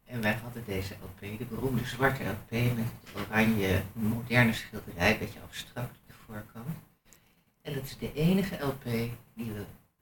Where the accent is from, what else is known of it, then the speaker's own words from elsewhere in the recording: Haarlem, North Holland, Netherlands; En ik kom ook uit Haarlem